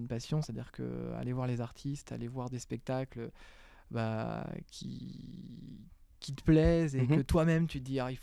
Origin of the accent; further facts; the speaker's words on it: Sorigny, Centre-Val de Loire, France; vu que je suis une native de Sorigny à la base